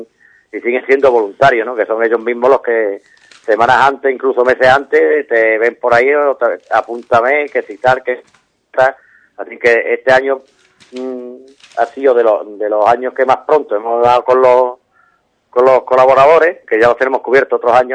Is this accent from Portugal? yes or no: no; Ubrique, Andalusia, Spain; el pueblo de Ubrique hay que darle un 10 porque es de las carreras que yo conozco. No es porque sea mi pueblo, pero es donde más público hay